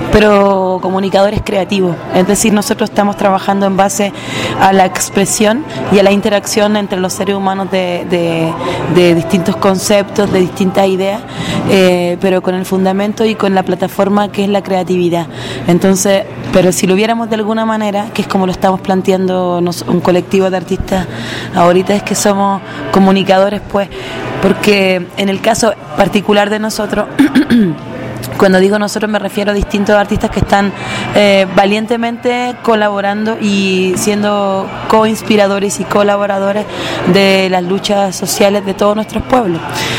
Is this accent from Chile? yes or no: yes; Chile; soy mujer chilena, cantante, compositor, activista